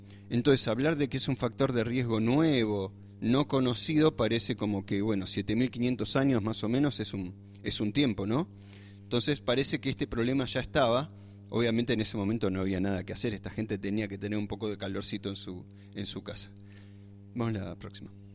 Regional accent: Buenos Aires, Argentina; born there; moved away; en mi caso me escapé de un lugar así porque soy nacido en Buenos Aires

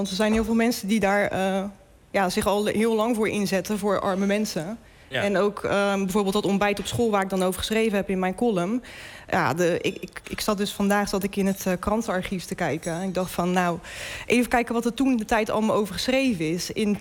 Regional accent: Rotterdam, South Holland, Netherlands; En ik kom zelf uit Rotterdam-Zuid. Ja, daar hebben mensen het ook niet breed.

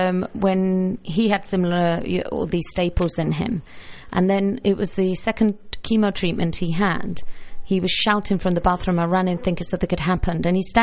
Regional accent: England, United Kingdom; now in Lanzarote, Spain; We're all from England and I don't go back that often.

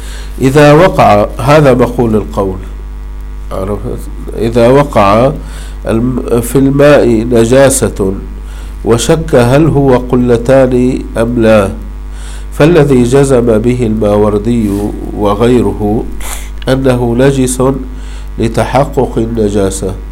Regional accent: Syria; عندنا في الشام حديث الحمامات

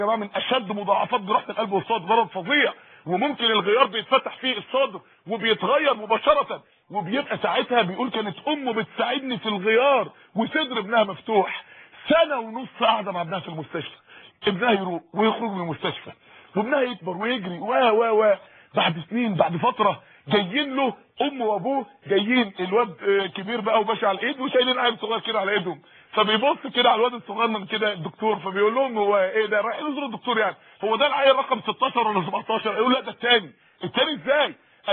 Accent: Mansoura, Dakahlia, Egypt; عندنا اخت في المنصوره عندنا في المنصوره

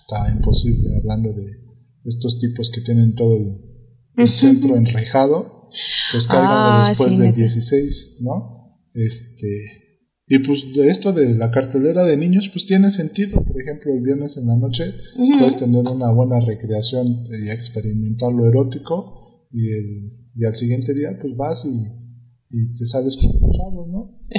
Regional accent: Mexico; son parte de mi educación sentimental como buen mexicano de clase proletaria

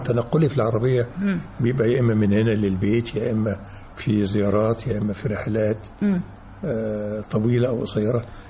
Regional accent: Beheira, Egypt; born there; also born or lived in Gharbia / United States; البحيرة كنت صغير بقى يعني لطبيعة عمل والدي فكنا بنقعد في كل بلد شوية ففي البحيرة اتولدت فكنت صغير

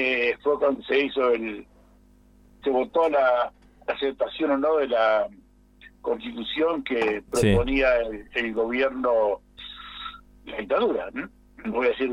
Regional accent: Uruguay; no procedimos como uruguayos

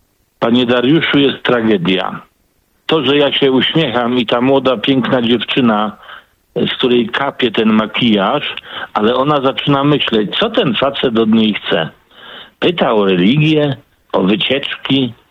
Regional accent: Poznań, Greater Poland Voivodeship, Poland; now in Tychy, Poland; Poprzedniczka wywołała nazwę mojego rodzinnego miasta Poznania. Ale ja już 60 lat w Tychach mieszkam, ale jako Poznaniak odwiedzam.

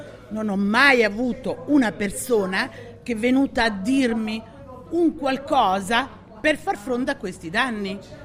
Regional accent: Camerota, Campania, Italy; born there; now in Milan, Italy; io sono nata a Camerota in provincia di Salerno.

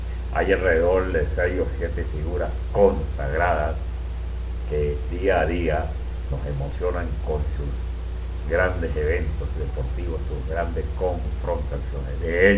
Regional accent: Venezuela; Ojalá que en mi país, aquí en Venezuela, se logre que poco a poco vaya la lucha libre femenil interesando a las jóvenes chicas

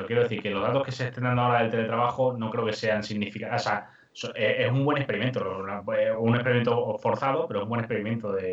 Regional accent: Extremadura, Spain; porque me quiero ir a mi pueblo, ya está, me voy a Extremadura

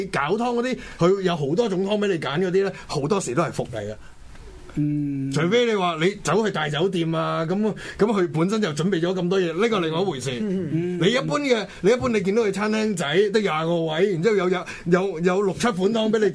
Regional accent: Hong Kong; 即係好似我哋香港人飲嘅奶茶同埋英式奶茶都完全唔同

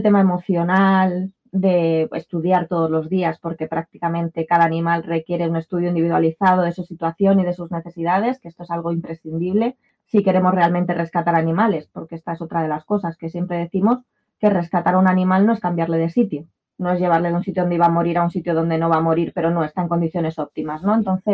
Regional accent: Madrid, Community of Madrid, Spain; Yo que soy de Madrid, fue algo que me chocó muchísimo la dispersión, ¿no? De los pueblos

